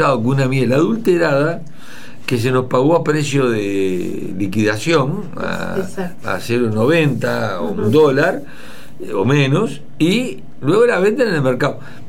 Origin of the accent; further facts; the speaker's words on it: Flores, Uruguay; yo soy de Flores y le pregunto, ¿y quién me contaminó a mí el arroyo Sarandí?